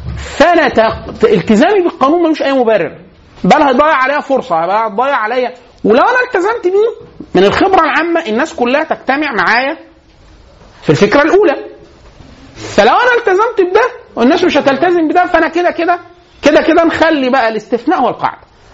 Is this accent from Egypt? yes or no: yes; Egypt; سلوكنا إحنا كسلوك كمصريين عموما